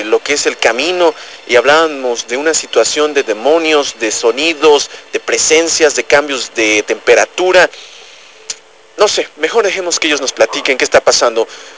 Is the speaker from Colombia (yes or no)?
no; Mexico; cumplir como buenos mexicanos y escuchar el himno nacional